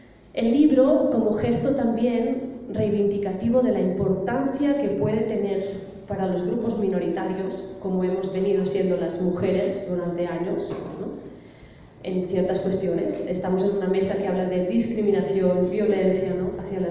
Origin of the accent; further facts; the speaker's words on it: Barcelona, Catalonia, Spain; now in Colombia; Yo, por ejemplo, llevo ya 4 años viviendo en Colombia, soy catalana, de Barcelona